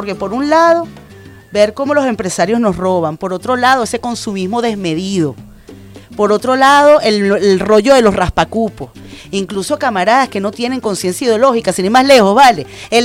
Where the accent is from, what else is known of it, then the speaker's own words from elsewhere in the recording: Venezuela; la autoestima como venezolana se me empezó a ir al piso